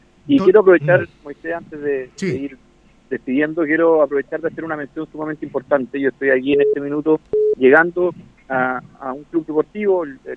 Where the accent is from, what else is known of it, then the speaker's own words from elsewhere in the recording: Chile; lo solidarios que somos los chilenos